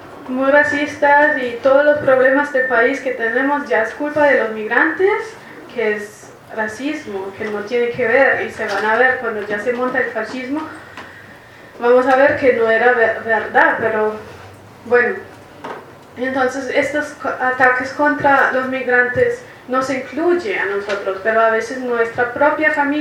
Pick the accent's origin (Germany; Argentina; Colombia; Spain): Germany; pero crecí en Alemania y para nada puedo estar